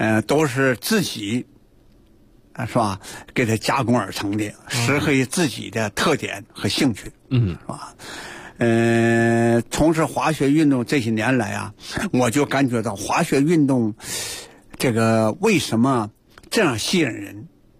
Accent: Tonghua, Jilin, China; 我从小的时候，成长的和生活在长白山脚下的通化。那通化那个时候是每到冬季啊是凌寒雪原是吧，高山峻岭啊是一片银白。我家乡啊是自然雪非常啊那个丰沛的一个地区。

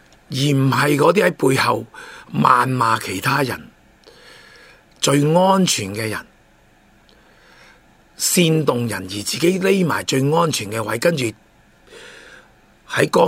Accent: Hong Kong; 因为我哋香港人，我哋见到嘅

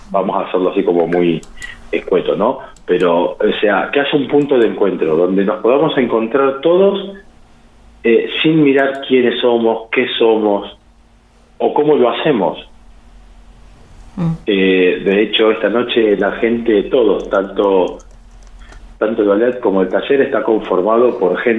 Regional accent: General Pico, La Pampa, Argentina; now in Santa Rosa, Argentina; Yo vine acá a Santa Rosa, soy de Pico

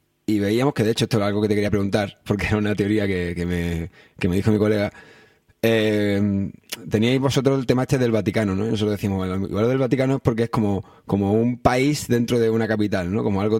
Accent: Antequera, Andalusia, Spain; now in Granada, Spain; yo llevo en Granada una pila de años, pero yo soy de Antequera, de un pueblo de Málaga.

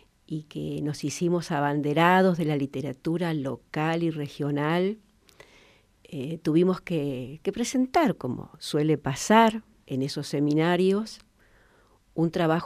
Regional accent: Toay, La Pampa, Argentina; Siempre viví acá. Nací en Santa Rosa por una cuestión que en aquel momento había partera.

